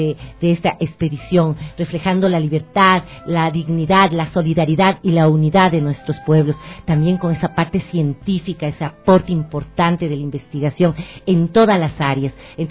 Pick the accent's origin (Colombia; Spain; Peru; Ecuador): Ecuador; Como ecuatorianos no, y como trazos de nuestra identidad